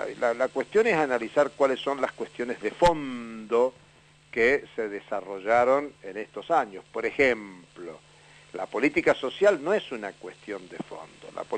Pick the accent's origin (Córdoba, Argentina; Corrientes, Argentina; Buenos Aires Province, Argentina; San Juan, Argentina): San Juan, Argentina; yo soy nacido en San Juan, mi niñez es en San Juan.